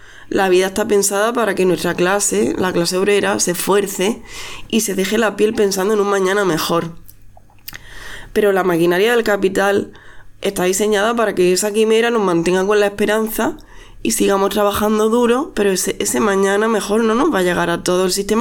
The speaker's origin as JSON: {"language": "Spanish", "region": "Andalusia", "country": "Spain", "lives_now": "Catalonia, Spain", "said": "Porque aquí somos muchas andaluzas las que estamos aquí en Cataluña."}